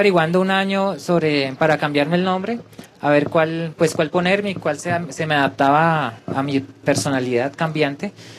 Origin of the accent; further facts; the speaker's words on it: Popayán, Cauca, Colombia; Sí, yo soy de Popayán.